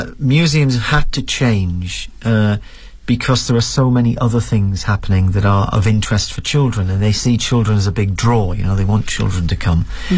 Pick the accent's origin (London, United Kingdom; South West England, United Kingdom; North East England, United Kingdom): North East England, United Kingdom; Newcastle; In my hometown in Newcastle